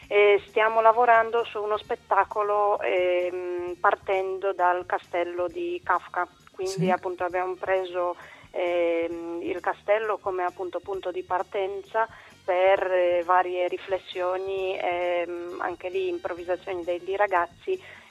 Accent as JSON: {"language": "Italian", "country": "Poland", "lives_now": "Bologna, Italy", "said": "No, io sono polacca, però appunto da un po' di tempo vivo a Bologna"}